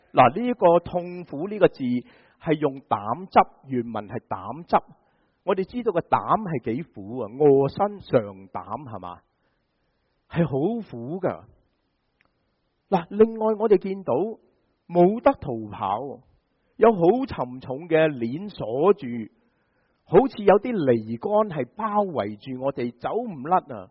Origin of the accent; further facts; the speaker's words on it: China; 这个就好像我们中国人说被人唱衰晒